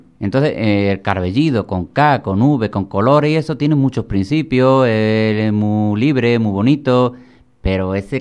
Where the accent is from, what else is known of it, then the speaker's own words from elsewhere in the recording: Villamartín, Andalusia, Spain; born there; ¿Pero tú dónde naciste? En Cádiz. ¿Pero en Cádiz? No, en Villamartín, que está al lado de Sevilla.